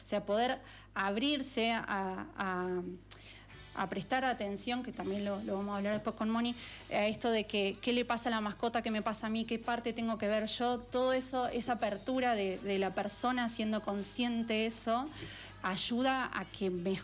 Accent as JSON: {"language": "Spanish", "region": "Buenos Aires", "country": "Argentina", "said": "Incluso yo que vengo de Buenos Aires, donde todo es un departamento"}